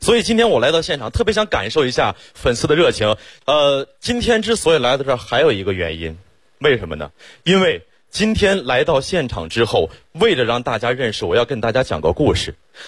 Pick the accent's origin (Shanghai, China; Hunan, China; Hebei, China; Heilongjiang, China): Hebei, China; Xiong'an; 土生土长的雄安人，从小在那长大。